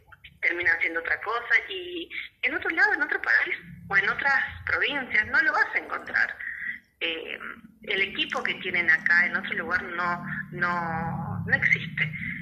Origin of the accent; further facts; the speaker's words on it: Tierra del Fuego, Argentina; soy de Tierra del Fuego, estamos allá en la punta del país